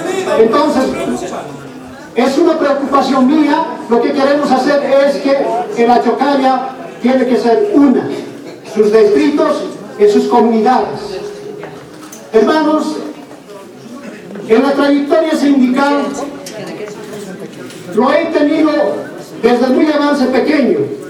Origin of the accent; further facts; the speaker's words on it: Cachire, La Paz, Bolivia; Yo soy de Comunidad Cachire, que pertenece a Cantón Asunta Quilbiri, pero también actualmente estoy como vicepresidente de la urbanización Unión Progreso Maldonado de aquí del Distrito 9.